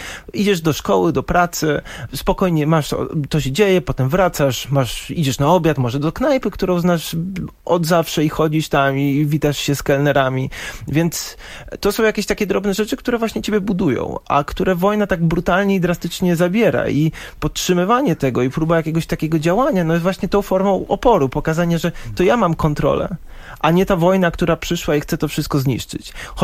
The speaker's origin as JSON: {"language": "Polish", "town": "Warsaw", "region": "Masovian Voivodeship", "country": "Poland", "tie": "born or raised there", "said": "Mimo, że urodziłem się w Warszawie, spędziłem tu większość życia, to nie czuję się też jakoś bardzo przywiązany."}